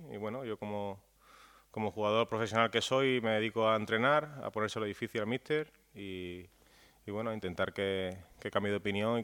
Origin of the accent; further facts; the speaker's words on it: Seville, Andalusia, Spain; Sí, un partido muy bonito, volver a Sánchez Pizjuán, a mi tierra.